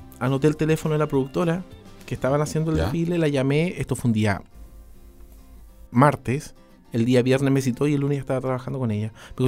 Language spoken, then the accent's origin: Spanish; Osorno, Los Ríos, Chile; crecí con mi papá en Osorno, mi mamá en Valdivia